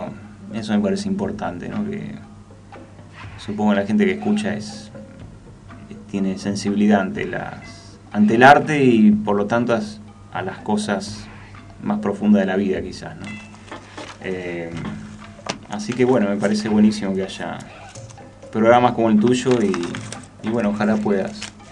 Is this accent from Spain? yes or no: no; Buenos Aires, Argentina; born there; moved away as an adult; now in El Bolsón, Argentina; Uh-huh. Nací en Buenos Aires en 1975 y en el 2004, verano 2004, me vine para acá, para Bolsón.